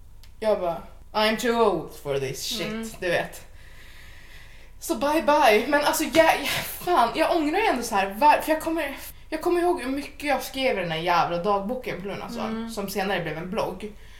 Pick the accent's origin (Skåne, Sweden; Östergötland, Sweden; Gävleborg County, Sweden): Gävleborg County, Sweden; det var den 15 september 1990. I Gävle. Jag härstammar från Hälsingland, vilket ligger i södra Norrland.